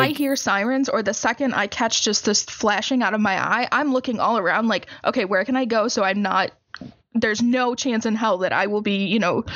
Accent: Michigan, United States; growing up in Michigan, in the area that I grew up in, this was a completely normal thing.

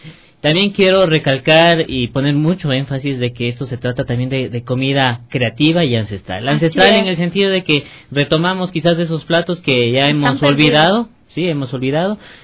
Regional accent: Cayambe, Pichincha, Ecuador; born there; donde yo nací, en Cayambe, mi abuela tenía justamente vacas

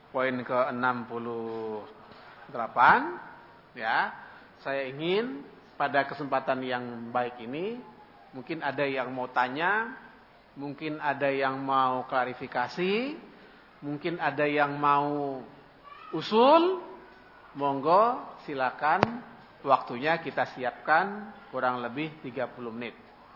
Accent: Ciputat, Banten, Indonesia; kampung saya Ciputat, Jakarta Selatan, sekarang masuk Banten, Tangerang

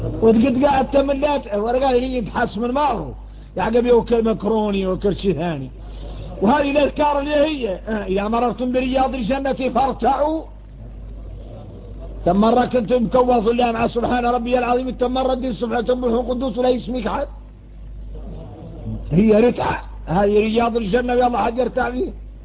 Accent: Mauritania; واحنا موريتاني

